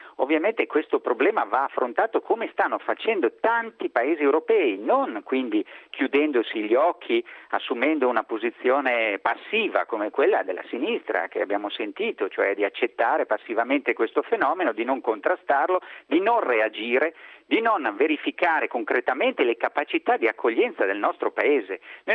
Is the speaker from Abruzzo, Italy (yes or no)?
no; Lombardy, Italy; io vengo dalla provincia di Brescia